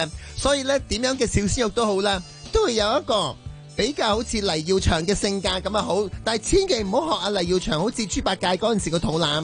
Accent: Hong Kong; 我都系香港嘅女儿

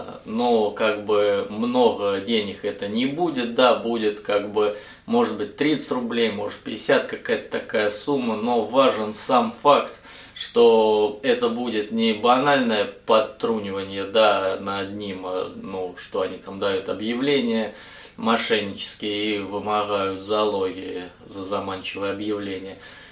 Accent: Matveyevka, Rostov Oblast, Russia; Я просто из Матвеевки, но это рядом с Матвеевым Курганом, это Ростовская область, деревня.

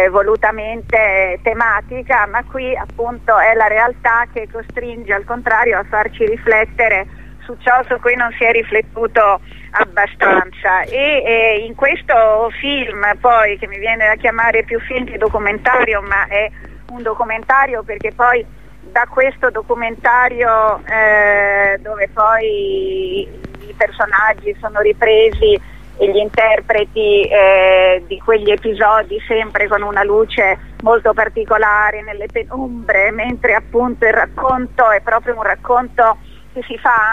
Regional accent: Ferrara, Emilia-Romagna, Italy; io vengo da quei luoghi, sono nata a Ferrara, conosco quei luoghi, amo quei luoghi, e pensavo che ritornare a casa sarebbe stato più semplice.

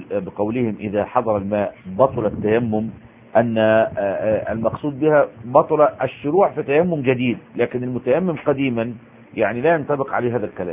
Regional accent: Egypt; مدفون عندنا في مصر مهندس

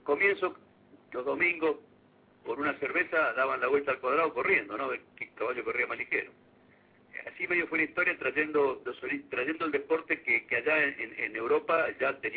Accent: Arteaga, Santa Fe, Argentina; nunca paró la actividad en ese pequeño pueblo, que es mi pueblo, que es Arteaga.

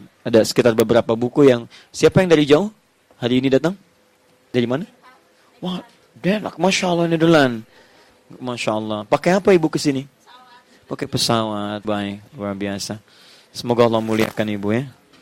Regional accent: Indonesia; Kita dari Indonesia ke sini.

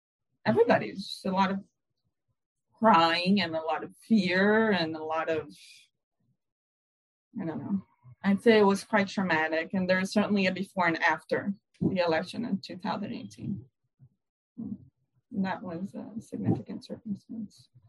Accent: Brazil; But I've been happy to be Brazilian. You know, whenever you go anywhere and you say, oh, I'm from Brazil

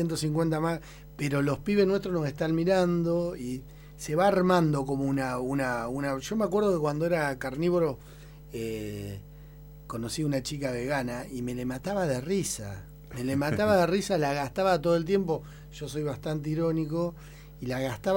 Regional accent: Argentina; Si somos Argentina, somos un país riquísimo.

